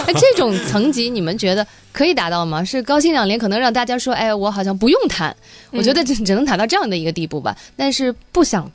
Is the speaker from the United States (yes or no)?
no; China; 我们中国人一谈起新加坡和香港的这个公务员啊